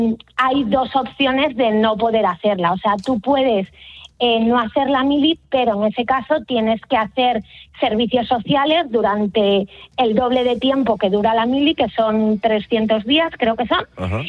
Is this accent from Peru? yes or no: no; Spain; now in Switzerland; nosotros como españoles seguimos mucho toda la actualidad de España y la de Suiza